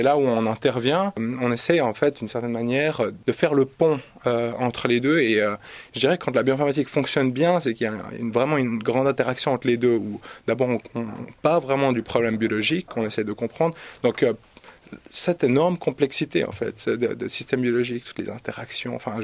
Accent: Switzerland; je suis suisse

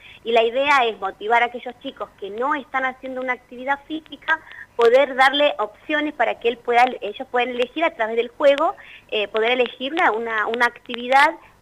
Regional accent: Toay, La Pampa, Argentina; yo soy acá de Toay

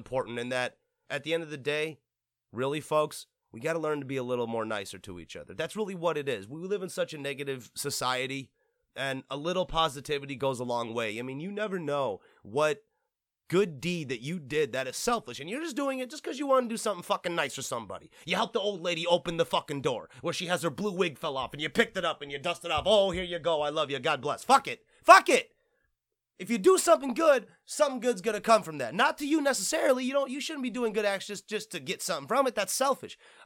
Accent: Flint, Michigan, United States; Okay, and for the record, I'm technically from Michigan. Okay, technically I'm from fucking Flint.

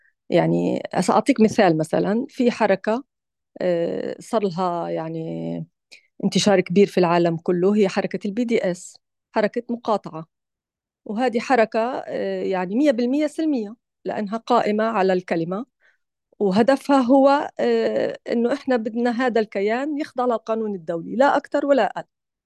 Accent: Gaza, Gaza Strip, Palestine; كوني أنا نفسي من غزة يعني، أو يعني أصلي من غزة ولي لا زال هناك أحباب

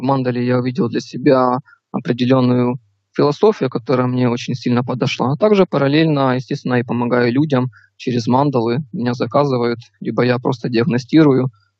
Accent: Ukraine; Я с Украины, мне сейчас 19 лет.

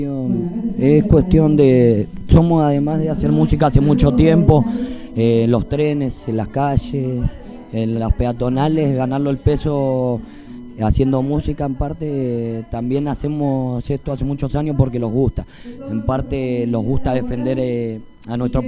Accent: Argentina; Yo no soy cancerbero ni bico, sí, pero soy argentino y bien sincero.

